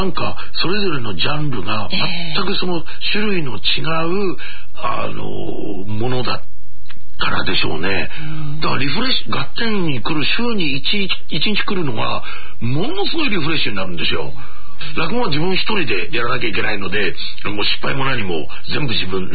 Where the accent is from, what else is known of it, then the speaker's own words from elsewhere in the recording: Toyama, Japan; born there; 地道にコツコツ、やるという県民性でいうと、僕はやっぱり、富山に生まれてよかったな。